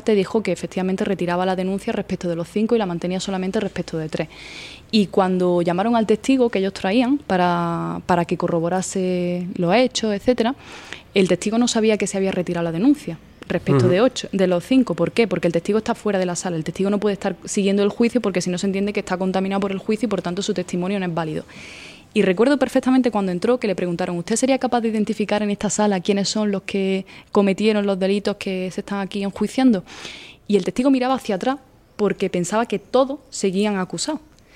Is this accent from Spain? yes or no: yes; Spain; Yo soy española porque la ley dice que son españoles los hijos de padre y madre español, y mi padre es español, pero mi madre no es española, es de Nicaragua.